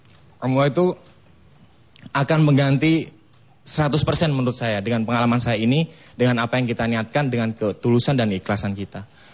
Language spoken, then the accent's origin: Indonesian; Bangil, East Java, Indonesia; now in Jakarta, Indonesia; Saya hijrah ke Jakarta mulai tahun dari 2004. Saya aslinya dari Bangil, Pasuruan, Jawa Timur.